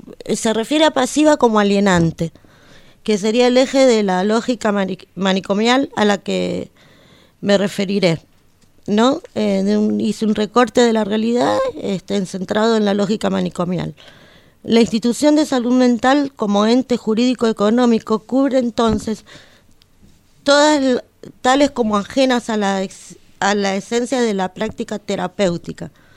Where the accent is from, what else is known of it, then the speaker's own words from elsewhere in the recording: Argentina; Pero en el contexto en el que vivimos nosotros, como Argentina me refiero, ¿no?